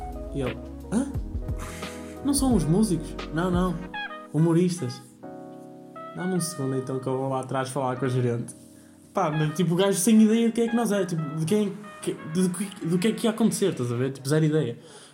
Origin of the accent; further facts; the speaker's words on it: Vila Nova de Gaia, Porto, Portugal; Mas tenho uma data em Gaia, e eu fiz, eu sou de Gaia, ainda melhor.